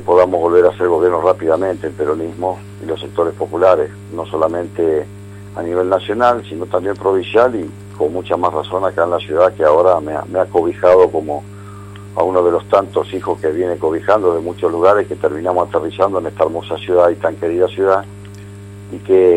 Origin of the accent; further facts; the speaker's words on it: Lomas de Zamora, Buenos Aires Province, Argentina; now in La Plata, Argentina; logramos un trabajo territorial en mi ciudad natal, que es Lomas